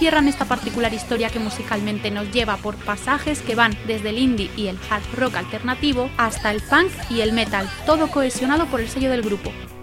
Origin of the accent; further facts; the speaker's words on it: Valladolid, Castile and León, Spain; Estamos en mi tierra, Pucela para muchos, ciudad agridulce para tantos otros